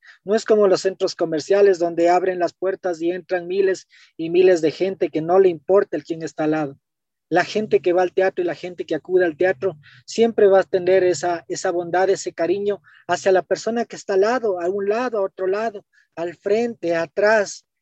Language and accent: Spanish; Ecuador; now in Quito, Ecuador; nosotros los quiteños, bueno, yo soy chagra, pero ya me siento más quiteño viviendo más de 40 años acá en Quito.